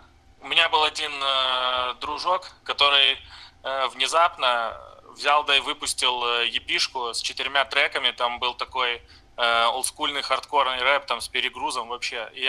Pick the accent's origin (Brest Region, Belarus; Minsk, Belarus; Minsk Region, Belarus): Brest Region, Belarus; Brest; now in Novorossiysk, Russia; я из Бреста, из Беларуси. Сейчас живу в Новороссийске, так как отсюда жена переехала. Ну, я не знаю, на совсем или нет.